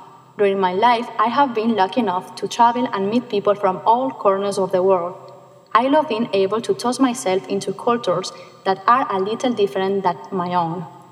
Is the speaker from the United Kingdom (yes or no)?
no; Ontinyent, Valencian Community, Spain; English is a second language; I'm from Valencia, Spain. I was born on May 16, 1989 in a town called Ontinyent in the southeast of Spain.